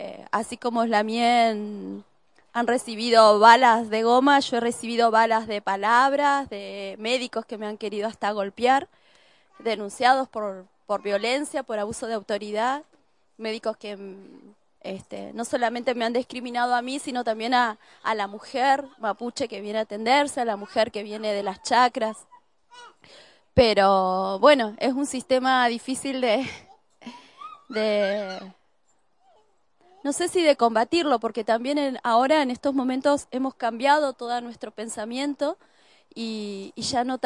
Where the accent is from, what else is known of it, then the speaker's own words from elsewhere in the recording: Cutral Có, Neuquén, Argentina; born there; now in General Roca, Argentina; nací en Cutralcó y vivo hace 14 años en Fisquemenuco, que así lo llamamos antiguamente, lo mal llamado General Roca.